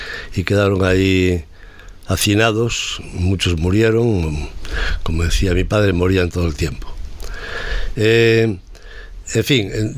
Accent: Redondela, Galicia, Spain; Yo nací en Redondela precisamente por culpa de la isla de San Simón.

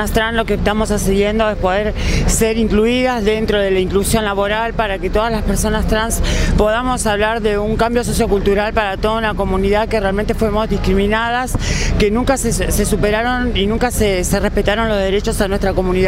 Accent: Lomas de Zamora, Buenos Aires Province, Argentina; soy de Loma de Zamora.

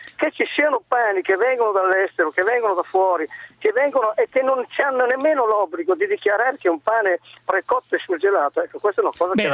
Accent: Castelnuovo di Sotto, Emilia-Romagna, Italy; io sono di Reggio Emilia, Castelnuovo sotto Reggio Emilia

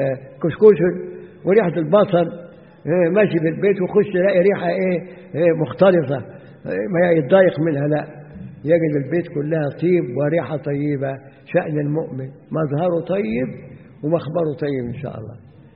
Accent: Egypt; now in Zawiya, Libya; وعندنا في مصر ساعات بعض النساء الخرافيات تيجي ساعة الجمعة

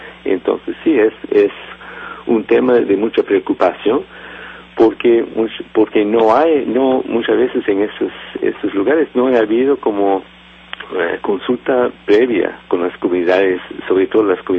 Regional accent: Canada; yo creo que como canadiense que ha viajado en la región desde los años 80

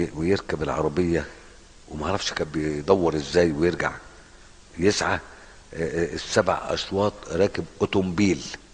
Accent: Egypt; انا روح عندنا في مصر، روح يعني روح في 60 داهيه البعيد مثلا

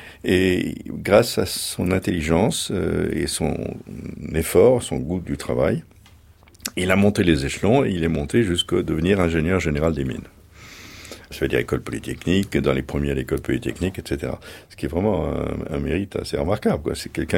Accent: Anould, Grand Est, France; born there; Je suis né dans les Vosges, Mon père est né dans les Vosges, mon grand-père est né dans les Vosges, dans un petit village, tous les trois.

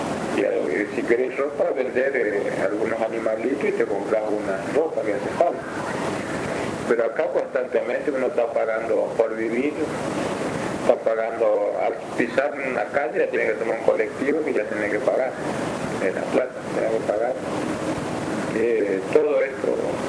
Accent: Argentina; Pero yo estando acá en cualquier punto de Argentina tengo derecho a ir, porque es mi tierra.

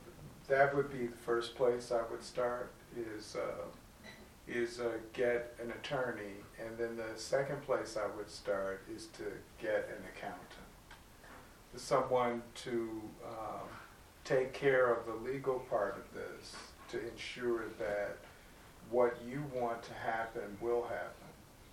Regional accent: Chicago, Illinois, United States; I'm from Chicago.

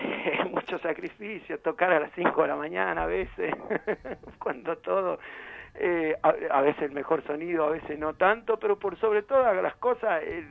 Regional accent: San Miguel de Tucumán, Tucumán, Argentina; now in Buenos Aires, Argentina; Nosotros somos de San Miguel de Tucumán. Igual yo vengo hace muchos años

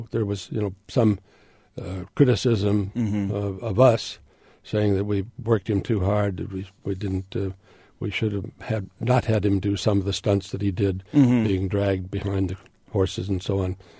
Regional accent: Illinois, United States; Growing up in Illinois helps wherever you are.

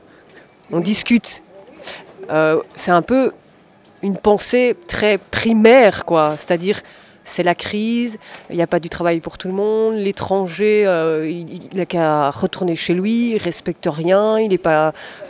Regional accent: Belgium; born there; je suis née ici en Belgique

